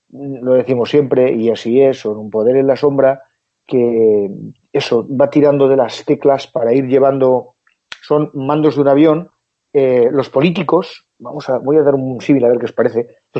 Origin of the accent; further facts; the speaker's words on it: Spain; Nosotros, como españoles y mediterráneos